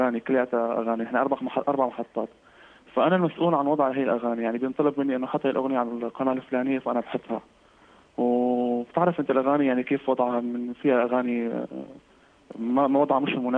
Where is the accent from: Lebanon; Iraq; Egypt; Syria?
Syria; أنا من سوريا